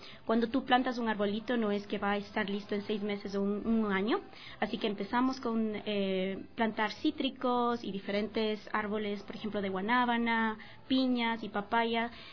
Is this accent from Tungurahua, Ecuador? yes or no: yes; Ambato, Tungurahua, Ecuador; nosotros somos de Ambato, de la ciudad de Ambato